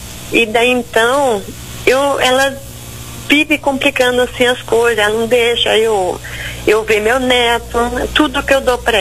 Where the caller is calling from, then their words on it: Rio Brilhante, Mato Grosso do Sul, Brazil; De Rio Brilhante, Mato Grosso do Sul.